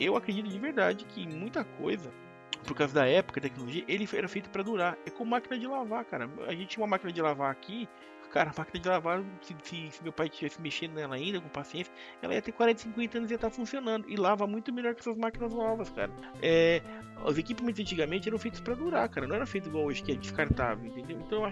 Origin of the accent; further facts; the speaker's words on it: Brazil; Eu sou brasileiro, eu sou otimista e eu sou vencedor